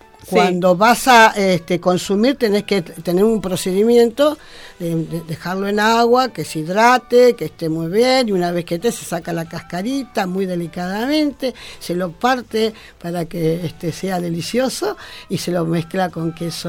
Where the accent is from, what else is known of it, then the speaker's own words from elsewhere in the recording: La Paz, Bolivia; now in Argentina; Yo vengo de La Paz. Yo nací en La Paz y en el 59 mis padres vinieron acá. Estuvimos en Buenos Aires